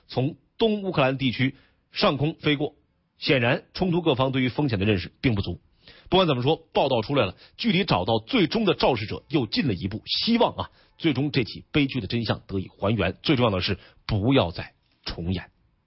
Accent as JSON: {"language": "Chinese", "region": "Northeast China", "country": "China", "accent": "Northeastern Mandarin", "said": "就我有点东北话是吧？"}